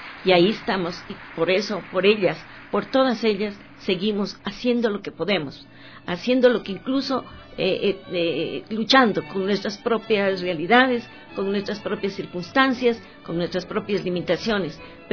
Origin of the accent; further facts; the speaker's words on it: Ecuador; Como ecuatorianas, pues